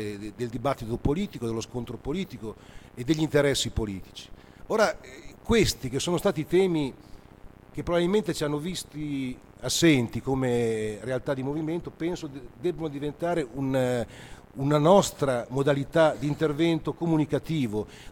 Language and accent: Italian; Bologna, Emilia-Romagna, Italy; La città di Bologna, io sono di Bologna, negli anni 70 era famosa a livello internazionale